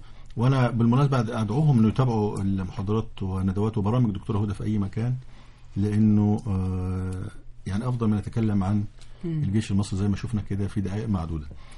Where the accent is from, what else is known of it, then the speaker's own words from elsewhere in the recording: Egypt; إحنا كمصريين ضحك علينا فترة من الفترات